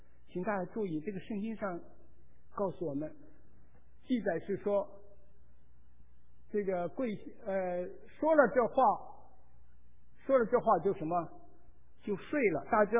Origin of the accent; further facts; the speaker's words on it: China; 我们中国人常常说，此仇不报，死不什么，死不瞑目。